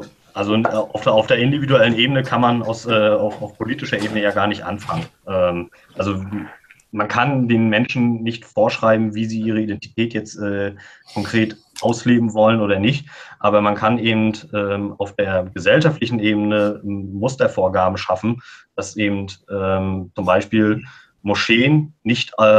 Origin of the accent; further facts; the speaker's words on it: Rostock, Mecklenburg-Vorpommern, Germany; die zentralste Bindung habe ich natürlich an meine Region Rostock, ja, weil ich halt hier aufgewachsen bin. Aber genauso bin ich ja auch Deutscher, weil ich die deutsche Sprache spreche